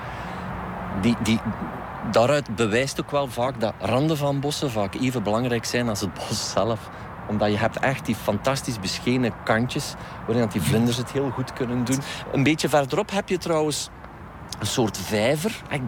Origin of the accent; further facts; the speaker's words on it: East Flanders, Belgium; Ik ben een Oost-Vlaming, dit is Antwerpen. En eigenlijk komen wij hier niet zoveel. Ook al woon ik hier 20 minuutjes vandaan, de taal is ook anders.